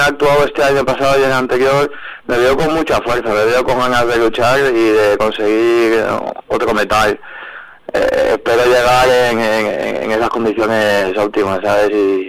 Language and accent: Spanish; Valencia, Valencian Community, Spain; No, soy de Valencia, ahí hay una equivocación, todo el mundo se piensa que soy de Alicante, pero soy valenciano.